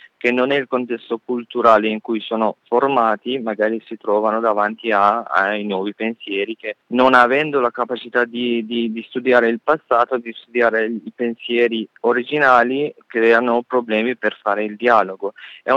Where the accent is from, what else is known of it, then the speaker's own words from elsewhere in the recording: Iran; Italian is a second language; io da iraniano, mentre sono stato invitato come un artista iraniano